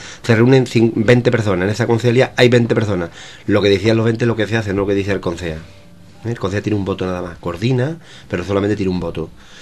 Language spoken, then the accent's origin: Spanish; El Coronil, Andalusia, Spain; nosotros estamos a 7 kilómetros de la base americana de Morón de la Frontera, pero el pueblo más cercano es el Coroní, mi pueblo, está a 7 kilómetros en dirección recta.